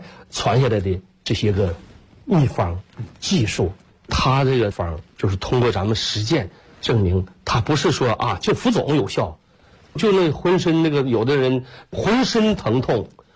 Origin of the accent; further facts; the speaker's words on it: Shandong, China; 我说我是搁山东，我老家是山东人，我们也是下关东来到东北的